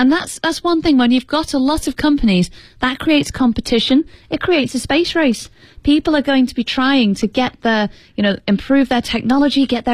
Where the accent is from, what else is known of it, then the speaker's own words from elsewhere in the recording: United Kingdom; Now, I'm obviously British, and Britain is very proud of its history of creating nature documentaries.